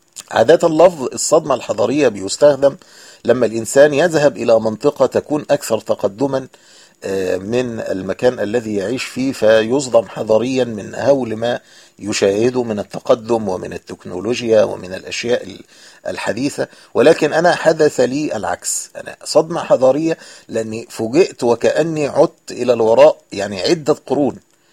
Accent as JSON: {"language": "Arabic", "country": "Egypt", "said": "هو نفسه العربة الميني باص عندنا في مصر اللي بتأخذ 7 ركاب"}